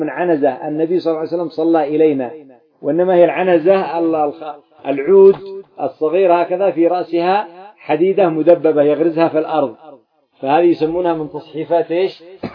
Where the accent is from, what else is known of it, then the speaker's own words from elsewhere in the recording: Yemen; يسمى الذهاب عندنا في اليمن، يسموه أنتم الخشب، ما عندكم جمال